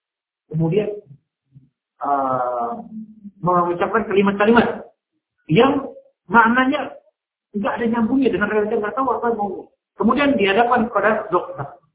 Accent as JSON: {"language": "Indonesian", "region": "Jakarta", "country": "Indonesia", "said": "Nah, kemudian Saya orang Jakarta nggak ngerti, kan?"}